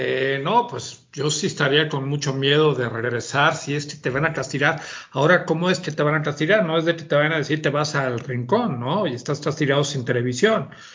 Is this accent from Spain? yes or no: no; Mexico; somos mexicanos